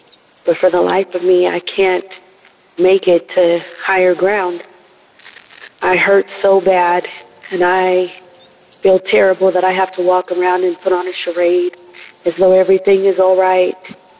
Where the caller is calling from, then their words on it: California, United States; I'm calling from California.